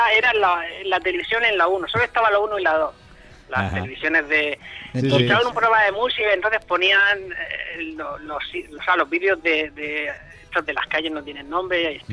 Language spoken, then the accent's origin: Spanish; Murcia, Region of Murcia, Spain; de Murcia.